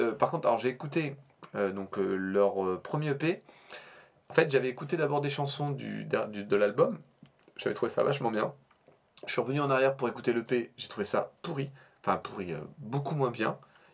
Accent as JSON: {"language": "French", "region": "Normandy", "country": "France", "accent": "Norman", "said": "et les gens ne pensent pas à notre accent déplorable, nous, pauvres normands."}